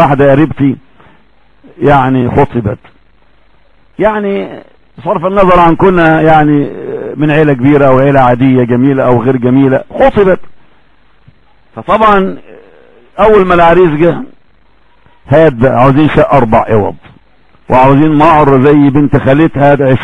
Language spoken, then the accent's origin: Arabic; Egypt; عندنا في مصر فرق كثيرة جدا بس ما لهمش تفسير.